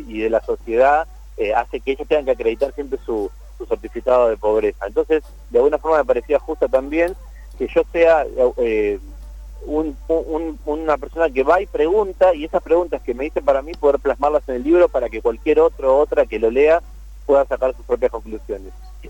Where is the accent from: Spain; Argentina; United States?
Argentina; Buenos Aires; primero como porteño que soy y que vivo en esta ciudad de Buenos Aires